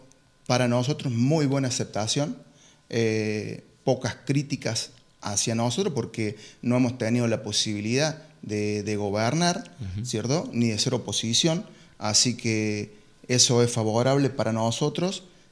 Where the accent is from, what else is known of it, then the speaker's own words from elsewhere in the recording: General Paz, Argentina; porque vivimos en General Paz, somos oriundos de General Paz